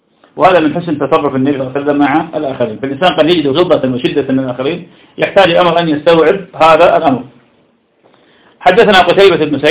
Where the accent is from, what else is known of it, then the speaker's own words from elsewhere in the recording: Iraq; يعني تسأل عندنا في العراق شخص اسمه عبد القادر العامي